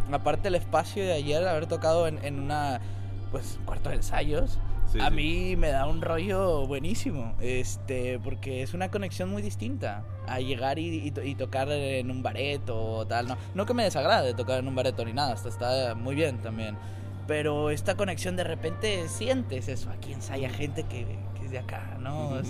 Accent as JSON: {"language": "Spanish", "country": "Mexico", "said": "yo soy de México"}